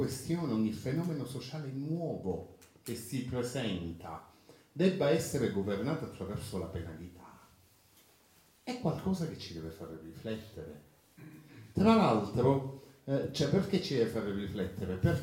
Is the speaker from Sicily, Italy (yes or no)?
yes; Palermo, Sicily, Italy; Io, per dire, vengo da Palermo, non vado più nel centro storico